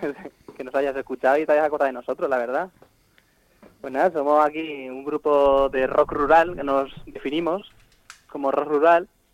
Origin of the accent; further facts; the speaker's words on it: Santa María de los Llanos, Castilla-La Mancha, Spain; Somos todos los 5 componentes, somos del pueblo de Santa María de los Llanos.